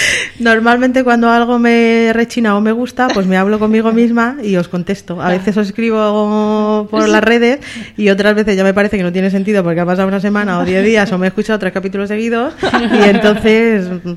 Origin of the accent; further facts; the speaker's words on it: Community of Madrid, Spain; now in Asturias, Spain; Soy madrileña, sí.